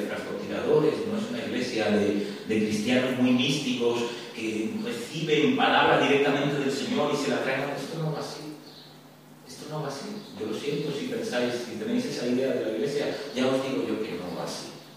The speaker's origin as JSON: {"language": "Spanish", "country": "Spain", "tie": "born there", "said": "Pero yo nací aquí en España y eso es muy español"}